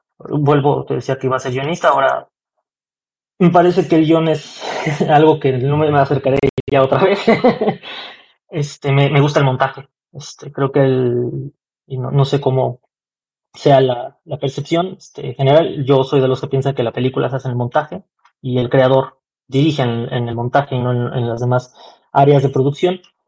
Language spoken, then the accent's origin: Spanish; Mexico City, Mexico; also born or lived in Xalapa, Veracruz; yo soy de la Ciudad de México, la mitad de mi vida, casi toda mi infancia la viví allá, y de ahí con mi familia nos venimos a Xalapa, Veracruz. Regresé a la Ciudad de México saliendo de la prepa para estudiar.